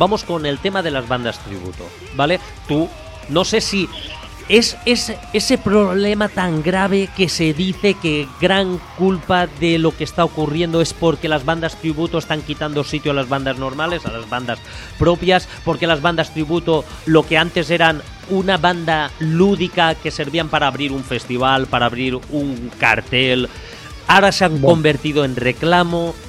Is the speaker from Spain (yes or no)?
yes; Ontinyent, Valencian Community, Spain; yo hace poco en mi pueblo, Ontiñán, trajeron una banda tributo a ….